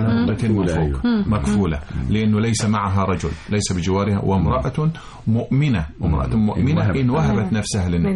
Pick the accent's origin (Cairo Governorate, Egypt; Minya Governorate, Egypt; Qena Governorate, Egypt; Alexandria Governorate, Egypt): Qena Governorate, Egypt; Salimat; من بلده سليمات مركز ابو تشت محافظه قنا، وبفخر ان انا من قنا، وان لم اكن من قنا لتمنيت ان اكون من قنا.